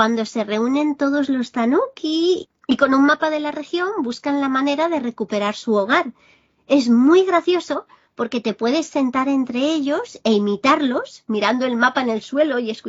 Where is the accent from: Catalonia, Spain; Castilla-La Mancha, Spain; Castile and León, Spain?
Catalonia, Spain; Barcelona; Barcelona, mi tierra natal.